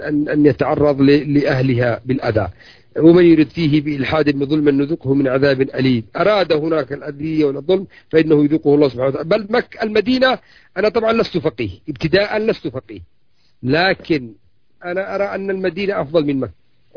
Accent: Yemen; يسموهم عندنا في اليمن يسموه العرجة

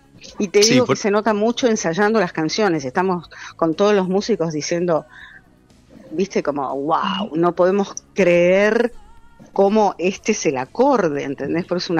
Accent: Argentina; Por eso soy argentina

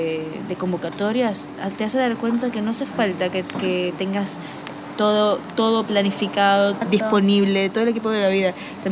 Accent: Venezuela; moved away as an adult; now in Argentina; Yo también soy de Venezuela. Soy comunicadora social, mención audiovisual allá. Y vine hace 3 años porque, bueno, mi papá es argentino y me pareció que lo más lógico era migrar

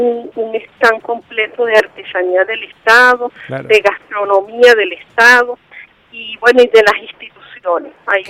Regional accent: Caracas, Capital District, Venezuela; yo soy caraqueña.

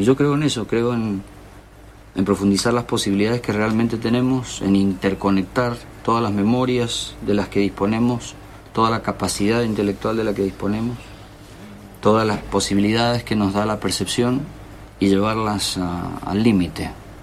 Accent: Uspallata, Mendoza, Argentina; yo veía como chico de la montaña, porque yo bajé de Uspallata, me crié en Uspallata, en la naturaleza, y cuando llegué a la ciudad fue muy fuerte el impacto

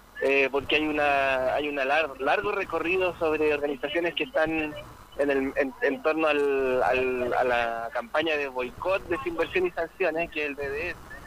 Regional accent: Chile; nosotros que hemos sido también violentados como chilenos y chilenas, sabemos de eso

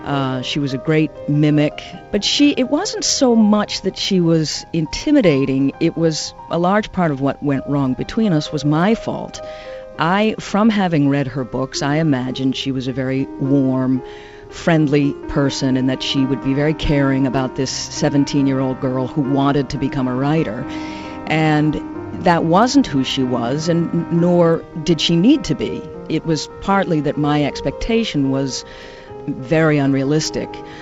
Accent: Boston, Massachusetts, United States; I grew up in Boston, and so it wasn't too far, and it was a nice place to be in summer.

